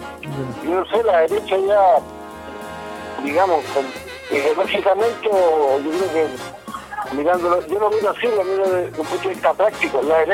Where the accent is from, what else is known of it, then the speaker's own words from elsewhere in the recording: Chile; Como chileno me gustaría que pagaran el impuesto que corresponde